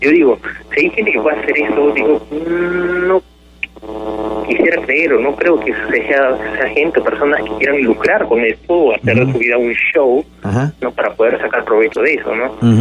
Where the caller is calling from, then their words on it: Villa María del Triunfo, Lima, Peru; De Villa María del Triunfo.